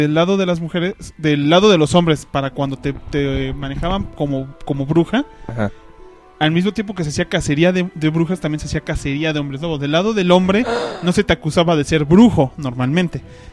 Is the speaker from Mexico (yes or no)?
yes; Mexico; aquí nosotros somos de México